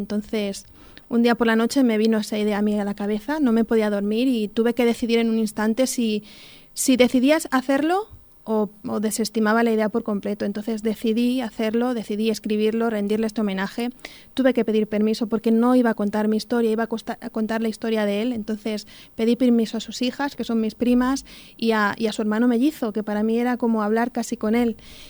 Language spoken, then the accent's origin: Spanish; Talaveruela de la Vera, Extremadura, Spain; also born or lived in Madrid; now in Talavera de la Reina, Spain; nací en Madrid, me crié en la comarca de La Vera, en Talaverona de La Vera, y ahora vivo en Talavera y en Alberche también.